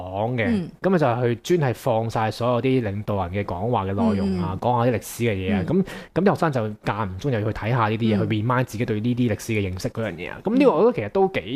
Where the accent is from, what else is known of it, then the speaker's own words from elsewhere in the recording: China; 细个喺大陆嗰啲山区嘅厕所就系咁样啦